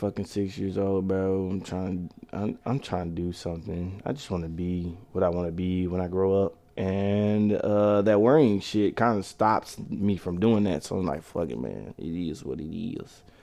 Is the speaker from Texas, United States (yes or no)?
yes; Dallas, Texas, United States; also born or lived in Tyler; I'm originally from Dallas. I was born in Oak Cliff, and I lived in Oak Cliff up until 97 when they first put DART in. Because I remember Dallas before DART. And when they first put DART in, I started living in Tyler, Texas.